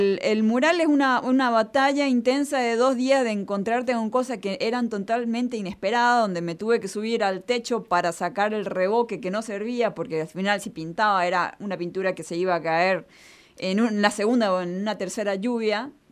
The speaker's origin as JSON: {"language": "Spanish", "country": "Paraguay", "lives_now": "Argentina", "said": "Yo soy paraguaya."}